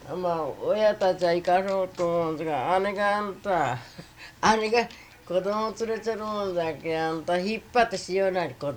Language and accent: Japanese; Iwakuni, Yamaguchi, Japan; お国、山口県の岩国。